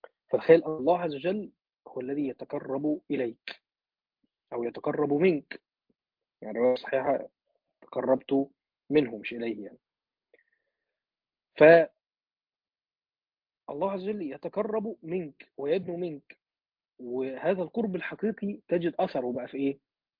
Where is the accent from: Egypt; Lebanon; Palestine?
Egypt; يعني مثلا عندنا في مصر بقى احنا شعب حبوب وكده